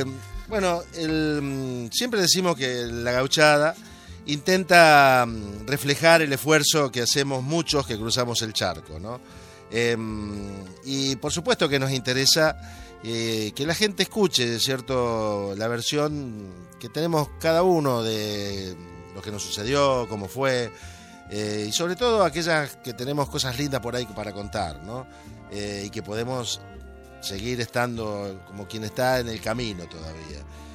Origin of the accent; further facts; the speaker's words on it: Argentina; como somos los argentinos